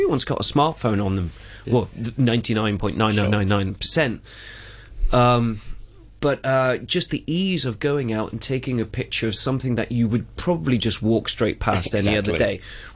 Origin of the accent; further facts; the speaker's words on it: South West England, United Kingdom; accent: Cornish; You know, I sounded quite Cornish then, didn't I? I don't belong here. My accent's coming out.